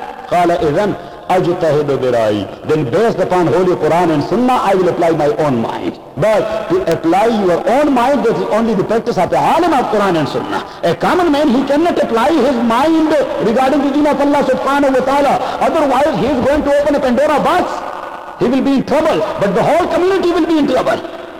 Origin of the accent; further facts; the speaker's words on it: Pashtun area, Pakistan; Me, Hafiz sir, Qari sir, and our two lalas, big brothers, we are from the Pashtun area. In Pashtun area, you cannot imagine to divorce your wife, because that is against the tradition of the Pashtun people.